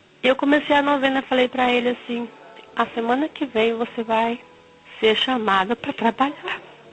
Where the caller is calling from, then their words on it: Cascavel, Paraná, Brazil; sou de Cascavel, filha de Deus.